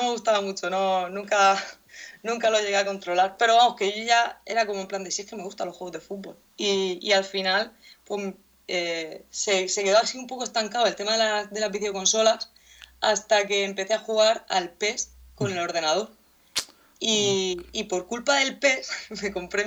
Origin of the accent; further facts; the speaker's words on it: Cartagena, Region of Murcia, Spain; Soy de Cartagena, una ciudad de aquí de España, de la región de Murcia